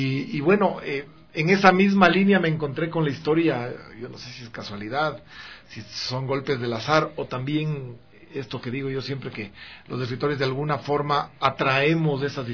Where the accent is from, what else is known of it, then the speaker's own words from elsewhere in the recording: Quito, Pichincha, Ecuador; yo nací en Quito, fíjate que yo no soy, digamos, nací en Quito y he vivido toda mi vida acá, pero mi padre es ambateño, mi mamá es española, no tengo nada de quiteño, pero soy quiteño